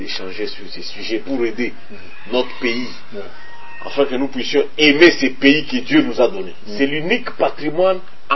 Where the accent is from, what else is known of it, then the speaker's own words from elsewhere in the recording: Mwenga, South Kivu, DR Congo; Chez moi, dans le Burega, on les appelle Wimana.